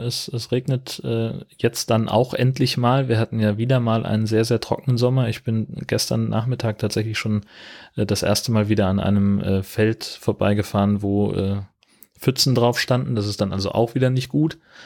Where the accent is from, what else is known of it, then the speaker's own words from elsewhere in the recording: Hesse, Germany; ich bin ja in Mittelhessen aufgewachsen, in einer fast schneesicheren Region damals.